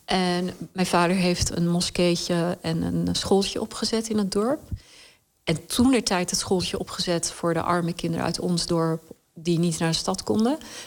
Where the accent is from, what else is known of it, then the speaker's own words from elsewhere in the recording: Khyber Pakhtunkhwa, Pakistan; born there; Dutch is a second language; waar ik geboren ben, is het gebied aan de ene kant grens wij aan Kashmir, wat natuurlijk ook altijd een onrustig gebied is.